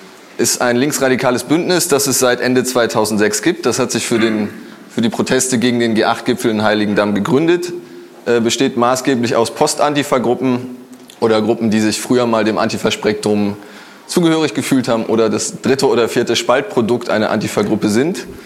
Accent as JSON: {"language": "German", "town": "Frankfurt", "region": "Hesse", "country": "Germany", "said": "Ich komme aus Frankfurt."}